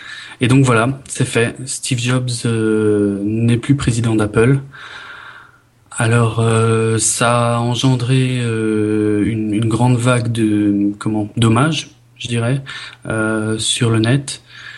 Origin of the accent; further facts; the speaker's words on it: France; je suis français, soit dit en passant.